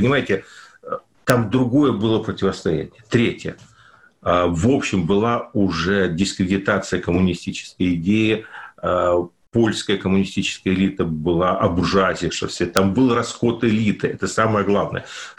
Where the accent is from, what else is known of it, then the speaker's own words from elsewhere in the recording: Ukraine; поскольку я родился и вырос на Украине, то ну, в Украине в данном случае